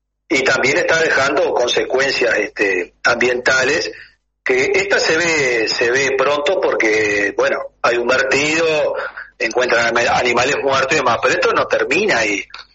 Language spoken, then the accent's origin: Spanish; Uruguay; pero como uruguayo también, ¿no?